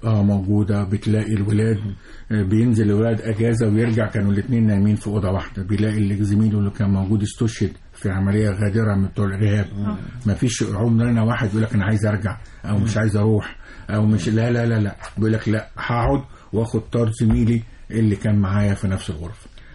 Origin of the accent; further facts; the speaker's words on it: Egypt; وانت عارف احنا مصريين الارض ارض تمام.